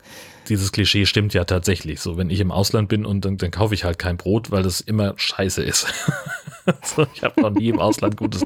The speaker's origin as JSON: {"language": "German", "region": "Hesse", "country": "Germany", "tie": "born or raised there", "said": "ich bin auf dem Dorf groß geworden in Hessen. Meine Eltern sind da auch nach 40 Jahren immer noch die Zugezogenen."}